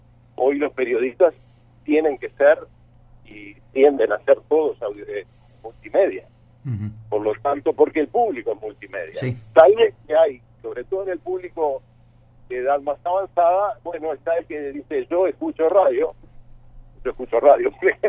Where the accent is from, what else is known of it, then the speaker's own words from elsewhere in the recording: Montevideo, Uruguay; mirá que yo soy montevideano y he viajado por el interior